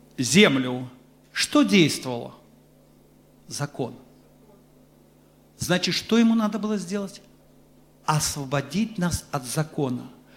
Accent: Belarus; Конечно, я вам скажу, что мы, вот белорусы, все же особый народ.

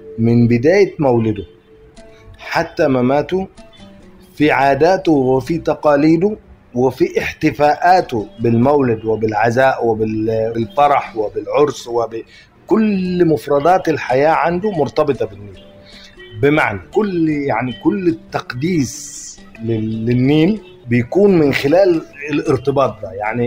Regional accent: Adindan, Aswan Governorate, Egypt; first language Nubian; Arabic is a second language; ترعرعت في قرية الإندان النوبية بمركز نصر النوبة بأسوان، فبالتالي هي علاقة الأم بالابن، يعني فأنا ابن النوبة وعايش، طبعا عشت وترعرعت باللغة الأم، هي اللغة النوبية، وحياتي اليومية كانت حياة نوبية

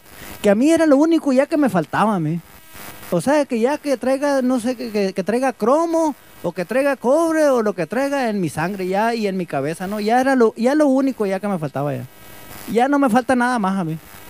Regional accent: Guadalupe de Ures, Sonora, Mexico; yo soy de Guadalupe de Ures, ¿no? En el rancho San Pedro.

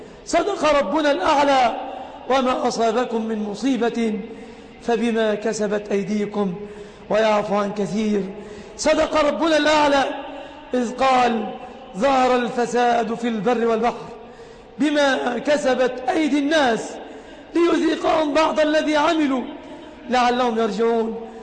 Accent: Egypt; يا ربنا احفظ بلادنا مصر آمنة مطمئنة

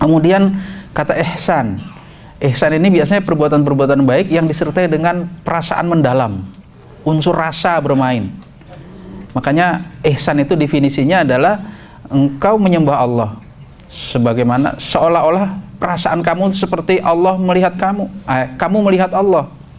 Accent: Jakarta, Indonesia; saya ini asli Betawi. … itu singkatan dari rombongan Betawi, asli Rawamangun.

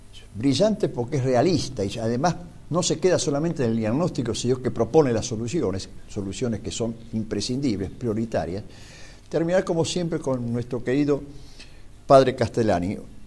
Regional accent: Argentina; no podemos vivir como ciudadanos argentinos amantes de la patria, de nuestra patria

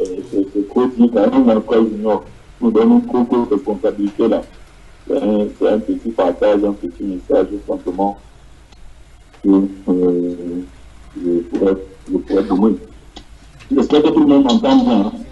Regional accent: Casablanca, Casablanca-Settat, Morocco; Donc, je disais que … de Casablanca.

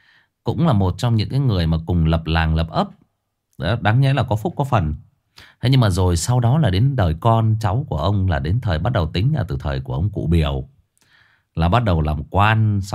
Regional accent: Hưng Yên, Vietnam; tôi thì nói thật với anh chị em là quê tôi Hưng Yên, nó ngay gần Thái Bình thôi.

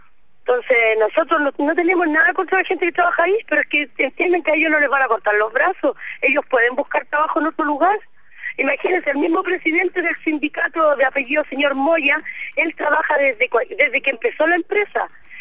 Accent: Chile; Nosotros, aparte de ser pobladores, somos chilenos.

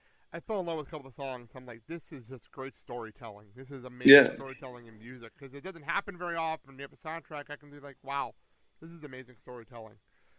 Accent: New Jersey, United States; now in Wisconsin, United States; I'm from New Jersey, so I like to joke around a lot of times. Yeah, I'm like a Giants fan that moved to Wisconsin.

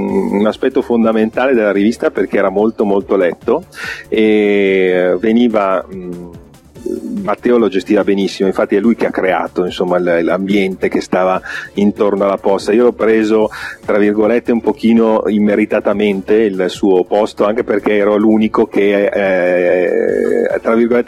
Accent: Settimo Milanese, Lombardy, Italy; abitavo a Settimo Milanese all'epoca, quindi c'è stato anche quello. Sì, io sono nato e vissuto a Settimo Milanese fino a 28 anni.

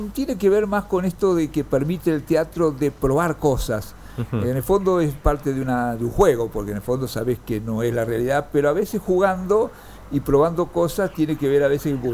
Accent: Junín, Buenos Aires Province, Argentina; also born or lived in Rawson; cuando empecé la escuela secundaria nos mudamos a Junín. Estuve 5 años en Junín, que hicimos la escuela secundaria, después ya me vine a Buenos Aires.

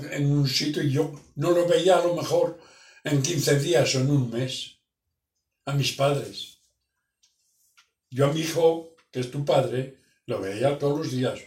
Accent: Salamanca, Castile and León, Spain; now in Villafranca, Spain; cuando yo me vine de Salamanca, venimos a Tarragona. Y después ya me metí en Butano y me destinaron aquí a Villafranca. Y eso era, fue en el 67 o el 77

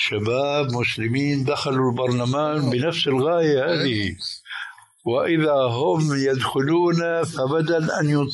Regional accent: Syria; وصل الأمر عندنا في سوريا

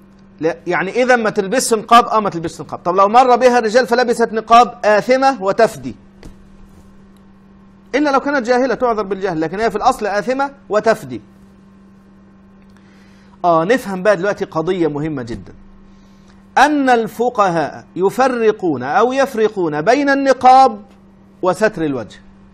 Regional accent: Egypt; الكلام ده في مصر صعب جدا الناس تفهمه، انا مصري وعارف انا بقول ايه

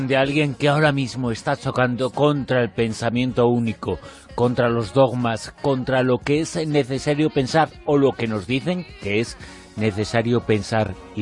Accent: Galicia, Spain; also born or lived in Aragon; Claro, que soy gallego, todas las opciones valen.

